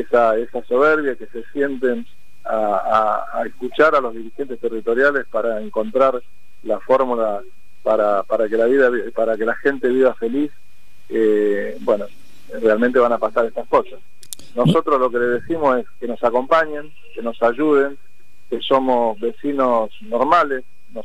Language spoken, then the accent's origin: Spanish; La Pampa, Argentina; now in Lomas de Zamora, Argentina; Yo vine de la provincia de La Pampa, otros vinieron del norte, del Chaco